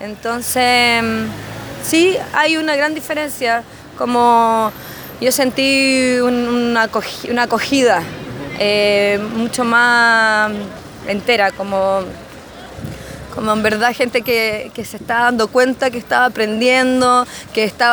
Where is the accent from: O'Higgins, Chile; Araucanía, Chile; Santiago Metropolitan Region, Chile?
Santiago Metropolitan Region, Chile; Santiago; nosotros los que somos de Santiago, teníamos siempre la barrera de que es Melipilla, que no somos de Melipilla